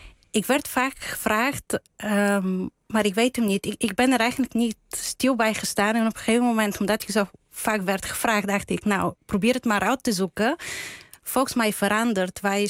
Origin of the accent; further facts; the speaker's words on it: Bulgaria; Dutch is a second language; Mijn partner is Duits, ik ben Bulgaars. Wij spreken met elkaar Engels.